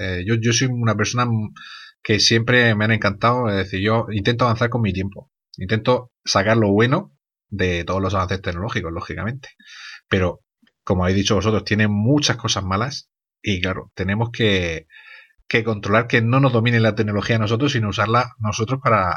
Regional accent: Murcia, Region of Murcia, Spain; Yo estudié en la Universidad de Murcia, lógicamente, pues soy de Murcia

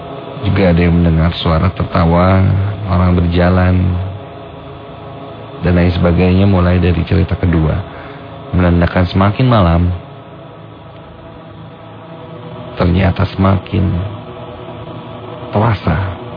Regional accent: Banjarsari, West Java, Indonesia; now in Bandung, Indonesia; Tempat tinggal aku sekarang di daerah Cicadas, Cicahem. Aku berasal dari kota Banjarsari, Ciamis.

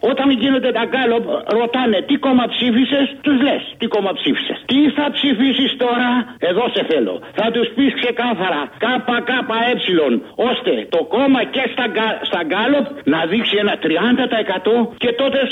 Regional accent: Aigaleo, Attica, Greece; από το Εγάλεο.

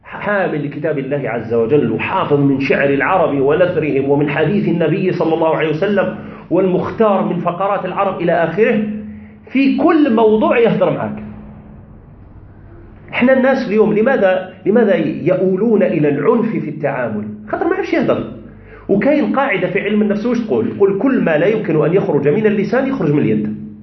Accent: Tizi Ouzou, Tizi Ouzou Province, Algeria; هذه أنا يعني مع أنا ابن مدينة تيزي وزو، ومع ذلك لأسباب لا أريد الخوض فيها لا أحسن الأمازيغية، ما نعرفش قبيلية لأسباب.

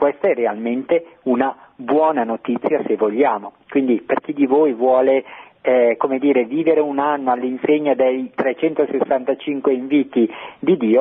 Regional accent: Bergamo, Lombardy, Italy; accent: Bergamo; sente il mio accento, anch'io sono di Bergamo, quindi è bello sentire il mio accento.

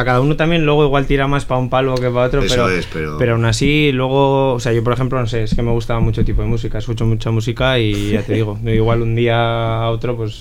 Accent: Logroño, La Rioja, Spain; somos del mismo barrio ahí de Logroño

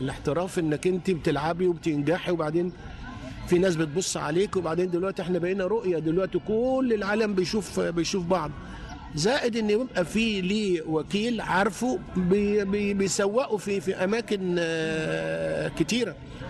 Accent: Egypt; احنا عندنا في مصر كان زمان كان عندنا واحد ولا اتنين بكتير خالص

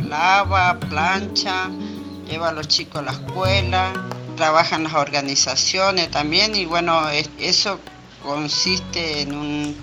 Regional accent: Goya, Corrientes, Argentina; soy de Cuarta Edición San Isidro, Goya Corriente.

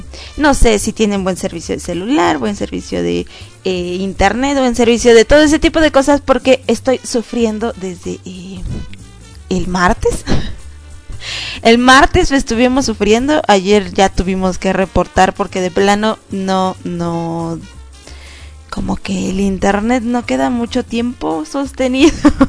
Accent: Aguascalientes, Mexico; Y desde mi tierra hidrocálida estoy sufriendo.

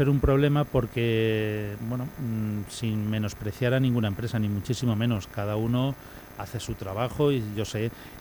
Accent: Elche, Valencian Community, Spain; Mira, tanto Demetrio como yo, los dos somos del barrio de Carrús. De hecho, íbamos juntos al colegio. Yo sigo viviendo en el mismo barrio, sigo viviendo en la misma zona en la que nací prácticamente.

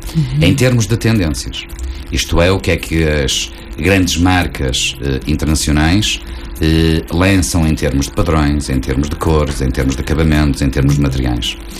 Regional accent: Portugal; Eu vivo em Gaia e, como eu costumo dizer, vivo em Gaia, sou português, europeu e do mundo.

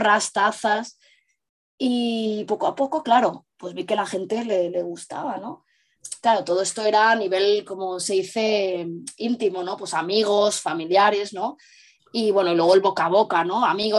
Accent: Barcelona, Catalonia, Spain; yo soy de Barcelona, incluso fui en persona, ¿no?

